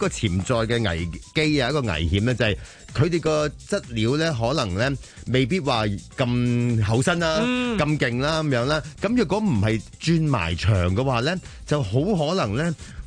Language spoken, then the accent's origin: Cantonese; Hong Kong